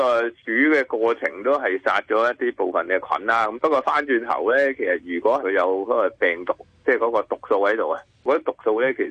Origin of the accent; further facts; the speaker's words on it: China; 咁所以呢我哋中国人就系好聪明嘅